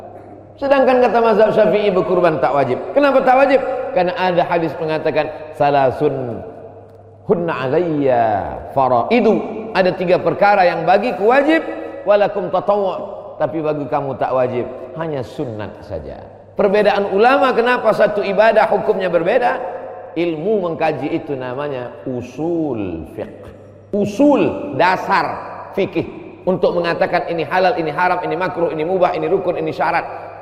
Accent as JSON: {"language": "Indonesian", "region": "Riau", "country": "Indonesia", "said": "Sebagai orang Riau bangga kita."}